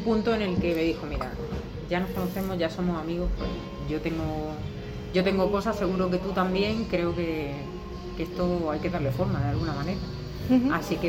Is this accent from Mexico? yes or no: no; Almería, Andalusia, Spain; moved away; llevo 10 años aquí, pero sí, yo soy de Almería.